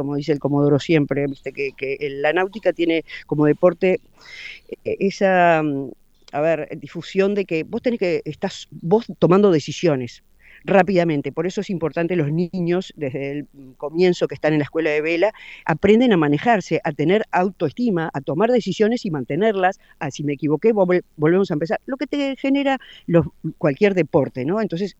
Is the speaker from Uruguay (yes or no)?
yes; Uruguay; nosotros como uruguayos estamos muy orgullosos siempre